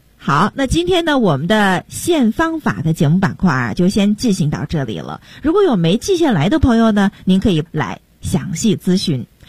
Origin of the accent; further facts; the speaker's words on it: Beijing, China; 我北京人